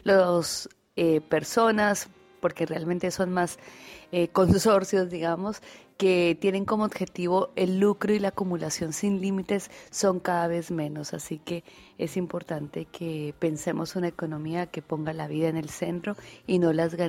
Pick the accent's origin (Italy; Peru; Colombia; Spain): Colombia; moved away as an adult; now in Argentina; soy una economista colombiana. Migré a la Argentina en el 2005 para investigar y estudiar la economía social y solidaria, así que desde el 2005 vivo en Argentina